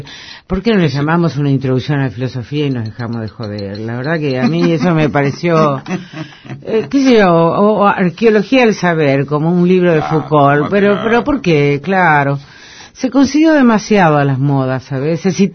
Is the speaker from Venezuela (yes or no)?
no; Villaguay, Entre Ríos, Argentina; moved away as an adult; cuando llegué de mi pueblo, de Villaguay, de Entre Ríos, hasta el 73.